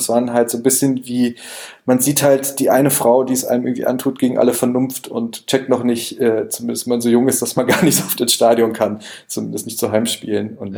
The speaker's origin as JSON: {"language": "German", "region": "North Rhine-Westphalia", "country": "Germany", "said": "aber ich komme eigentlich aus dem Pott, also so Rand-Ruhrgebiet und bin eher mental Hesse."}